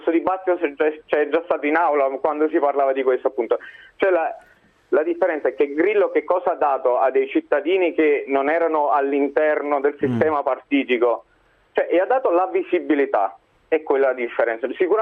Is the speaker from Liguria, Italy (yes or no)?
yes; Genoa, Liguria, Italy; da buon genovese posso assicurare